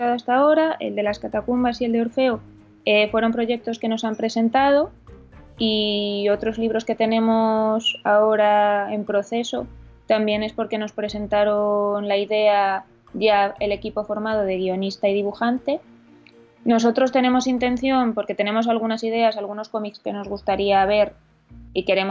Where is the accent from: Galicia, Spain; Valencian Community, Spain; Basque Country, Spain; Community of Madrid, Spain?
Community of Madrid, Spain; Madrid; now in Asturias, Spain; donde nosotros vivimos es en Asturias, pero yo soy de Madrid